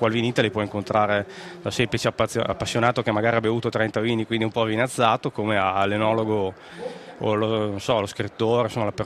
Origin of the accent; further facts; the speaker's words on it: Mantua, Lombardy, Italy; born there; io sono mantovano, sono nato a Manto, papà mantovano, mamma sarda, di Iglesias, che è sud-ovest della Sardegna.